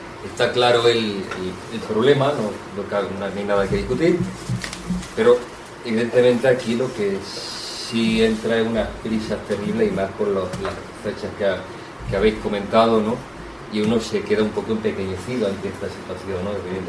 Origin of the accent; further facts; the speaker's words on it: Jódar, Andalusia, Spain; Sí, mi compañero y yo venimos de Jodar, ¿no?